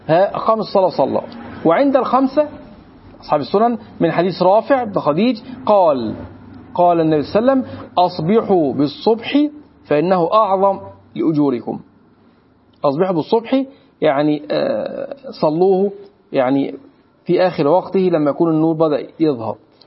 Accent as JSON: {"language": "Arabic", "country": "Egypt", "said": "احنا عندنا مصريين"}